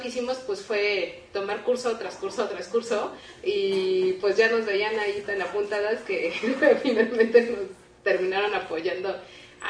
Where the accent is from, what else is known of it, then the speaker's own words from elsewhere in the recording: Mexico; al saber que somos mexicanas, pues hay como un asunto de decir, ah, pues qué bueno que vienen